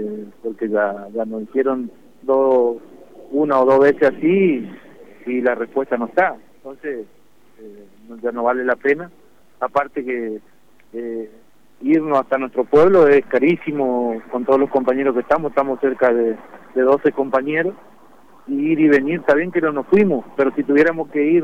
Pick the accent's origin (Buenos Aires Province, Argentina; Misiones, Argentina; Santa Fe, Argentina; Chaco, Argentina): Chaco, Argentina; Quitilipi; Nosotros somos de Quitilipi, estamos a 180 kilómetros de la capital